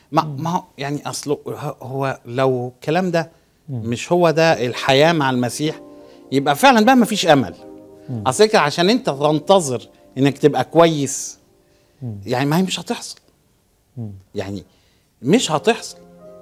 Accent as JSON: {"language": "Arabic", "country": "Egypt", "moved": "yes", "lives_now": "Besançon, France", "said": "وانا ماشي من مصر كانت الفكرة حاجة الكلام دوت من 25 سنة"}